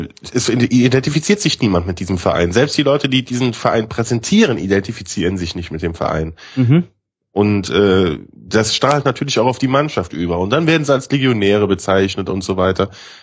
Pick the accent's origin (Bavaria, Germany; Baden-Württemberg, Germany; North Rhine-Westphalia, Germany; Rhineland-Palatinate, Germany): North Rhine-Westphalia, Germany; Grevenbroich; born there; Genau, aus dieser wundervollen Stadt Grevenbroich.